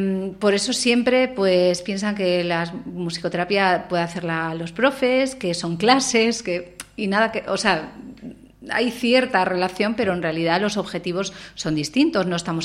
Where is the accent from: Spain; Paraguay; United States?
Spain; Gijón, Asturias; yo, por la vida, pues yo me volví a Gijón, que es de donde yo soy